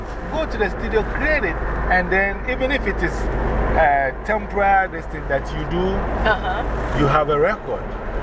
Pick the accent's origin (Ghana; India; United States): Ghana; English is a second language; Because when we're learning English in Ghana, they say yes, please, no, thank you.